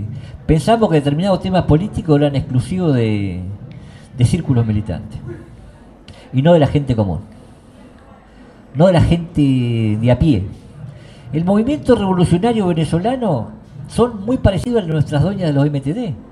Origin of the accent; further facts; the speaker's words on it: Argentina; cuando vienen que somos argentinos, ya te sale el tema